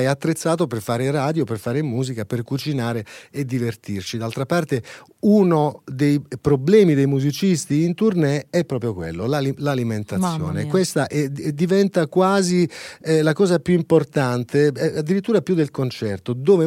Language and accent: Italian; Apulia, Italy; Io sai che sono pugliese, quindi ogni tanto devo fare un pieno, perché sennò il DNA perde quelle sue peculiarità importanti